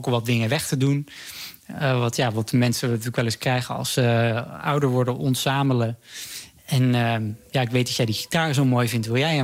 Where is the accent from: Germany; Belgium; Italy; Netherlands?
Netherlands; Vlaardingen, South Holland; now in Utrecht, Netherlands; En ja, ik ben ook opgegroeid in Vlaardingen. Mensen denken vaak Rotterdam ook. Ja, dat ben ik ook gaan zeggen toen ik naar Utrecht ging. Toen ik daar kwam wonen, want mensen weten vaak toch niet helemaal waar Vlaardingen ligt.